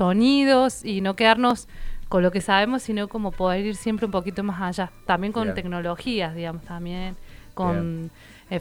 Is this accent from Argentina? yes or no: yes; Argentina; como contando historias que nos atraviesan como argentinos y argentinas